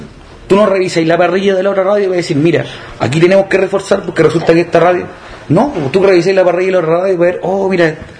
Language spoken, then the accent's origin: Spanish; Valparaíso, Chile; yo soy del Cerro Placeres y yo escuchaba la radio cuando chivo